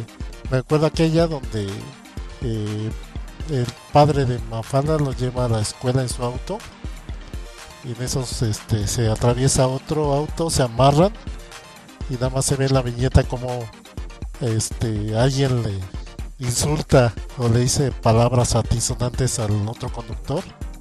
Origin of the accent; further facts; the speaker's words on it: Mexico City, Mexico; O si no, pasa a los que somos de la Ciudad de México